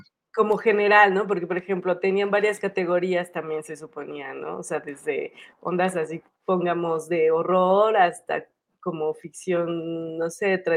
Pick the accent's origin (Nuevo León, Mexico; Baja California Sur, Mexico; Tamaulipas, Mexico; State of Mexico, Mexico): State of Mexico, Mexico; Toluca; que fue en mi pueblo natal